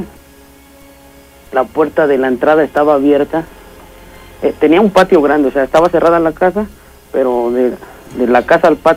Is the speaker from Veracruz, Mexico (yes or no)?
yes; Veracruz, Mexico; lo que pasa es que soy originario de Veracruz.